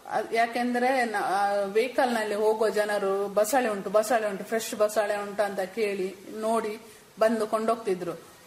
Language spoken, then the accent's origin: Kannada; Alape, Karnataka, India; ಅದಕ್ಕೋಸ್ಕರ ನಾವು ಈಚೆ ನಮ್ಮ ಊರಿಗೆ, ನನ್ನ ತಾಯಿ ಮನೆ ಇಲ್ಲಿ ಅಳಪೆ, ಅಳಪೆಗೆ ನಾವು ಶಿಫ್ಟ್ ಆದೆವು.